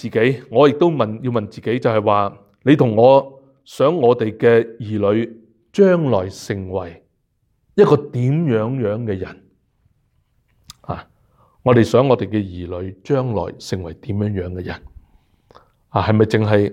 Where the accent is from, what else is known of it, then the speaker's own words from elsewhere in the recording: Hong Kong; now in Canada; 我们由香港来的香港来到加拿大的，